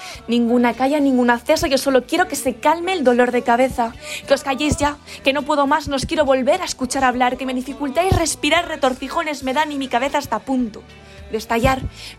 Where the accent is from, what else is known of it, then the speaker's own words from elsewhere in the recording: Benidorm, Valencian Community, Spain; tengo 17 años y soy de Benidorm